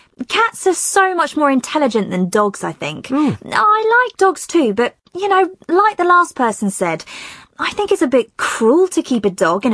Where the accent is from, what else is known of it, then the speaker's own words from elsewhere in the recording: Venezuela; I'm from Venezuela.